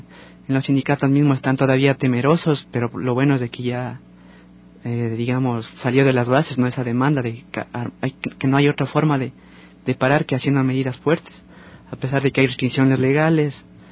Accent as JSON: {"language": "Spanish", "country": "Ecuador", "said": "la experiencia que tenemos nosotros como ecuatorianos"}